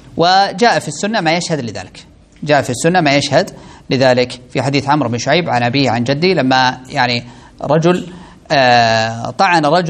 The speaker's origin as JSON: {"language": "Arabic", "country": "Saudi Arabia", "said": "القرارات القضائية عندنا في السعودية هنا"}